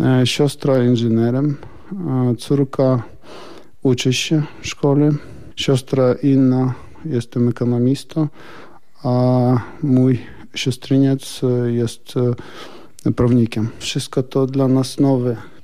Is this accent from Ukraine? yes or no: yes; Donetsk, Donetsk Oblast, Ukraine; Polish is a second language; moved away as an adult; now in Poland; Przyjechałam z Doniecka … z rodziną. Z rodziną, z matką, z siostrą, ze wszystkimi swoimi krewnymi.